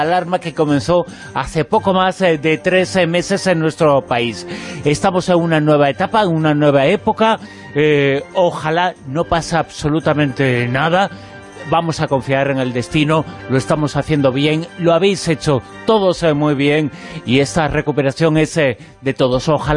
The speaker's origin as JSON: {"language": "Spanish", "region": "Galicia", "country": "Spain", "said": "como gallego que eres y que soy."}